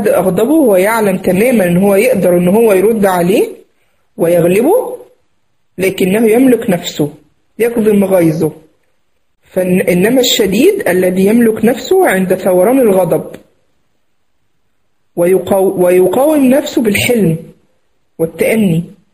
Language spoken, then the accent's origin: Arabic; Egypt; زي ما بنقول عندنا في مصر هنا، مفيش حد يغلبه